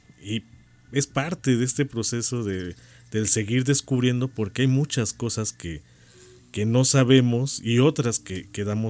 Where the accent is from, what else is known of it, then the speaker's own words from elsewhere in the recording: Cholula, Puebla, Mexico; yo puedo decir yo soy chorulteca, ¿no?